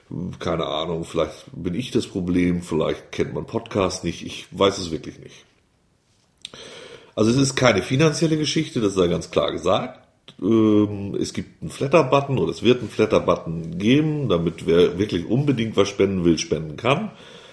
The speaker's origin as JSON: {"language": "German", "town": "Wulmsdorf", "region": "Lower Saxony", "country": "Germany", "tie": "born or raised there", "also_born_or_lived": "Elsdorf", "said": "Ich bin hier geboren vor 45, fast 45 Jahren. Bin dann in den Nachbarort Wulmsdorf gezogen, habe da meine Kindheit verbracht. Dann nach Elsdorf, da habe ich die Jugend verbracht und das junge Erwachsensein. Und seit fast 20 Jahren leben wir wieder auf dem Hof des Geburtshauses"}